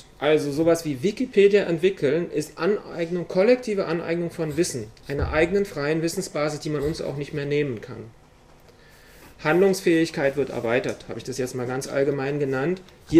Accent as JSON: {"language": "German", "region": "Berlin", "country": "Germany", "said": "Zwei Beispiele, ich komme aus Berlin"}